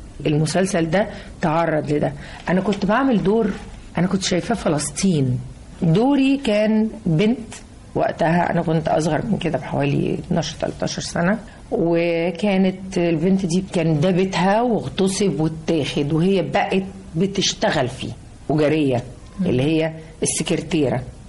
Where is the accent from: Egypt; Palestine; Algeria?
Egypt; احنا ناس مصريين محافظين لحد دلوقتي على ريحة الكحك في العيد